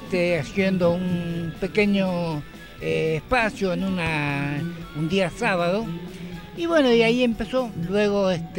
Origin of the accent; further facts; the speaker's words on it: Argentina; es un recordatorio a todo lo que nos pasó como argentino